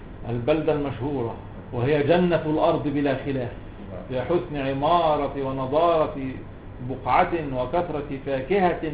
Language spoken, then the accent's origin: Arabic; Cairo, Cairo Governorate, Egypt; born there; انا قاهري مولد والمنشا